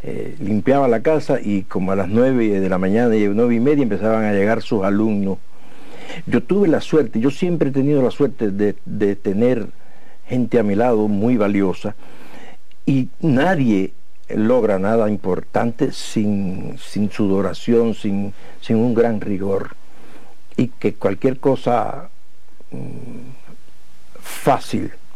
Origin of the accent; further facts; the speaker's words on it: Mayarí, Holguín, Cuba; caímos en mi pueblo. Y creo que si algo importante tiene Mayarí en ese cariño que me tiene la gente